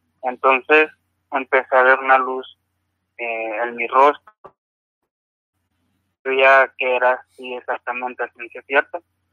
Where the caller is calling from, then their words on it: Nogales, Sonora, Mexico; Sí, buenas noches, hablo de Nogales, Son